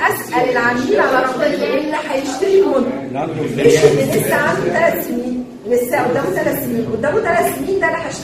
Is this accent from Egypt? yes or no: yes; Egypt; فبالتالي الشرايح عندنا في مصر واسعه ومربحه جدا على فكره